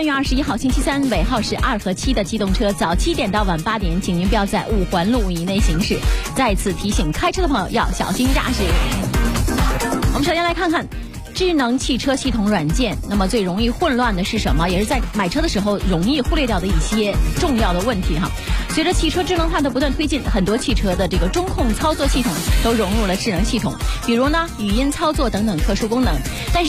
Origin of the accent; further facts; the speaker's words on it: China; 我们中国人是有一个传统的，就是拿来新的东西就直接用，从来不看说明书的。